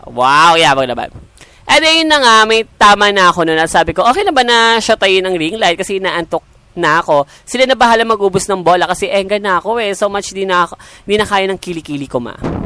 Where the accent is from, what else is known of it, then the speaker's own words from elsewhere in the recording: Central Luzon, Philippines; Mag-isa lang kasi ako sa apartment na nire-rent ko. Taga Bulacan kasi ako.